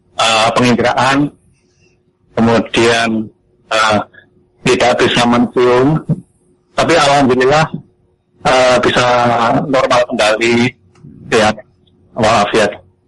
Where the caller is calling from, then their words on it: Bogor, West Java, Indonesia; Saya dari Bogor.